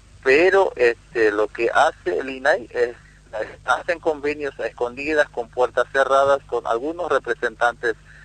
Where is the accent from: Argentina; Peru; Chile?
Argentina; Formosa; Y también estamos nosotros los que somos de acá, de Formosa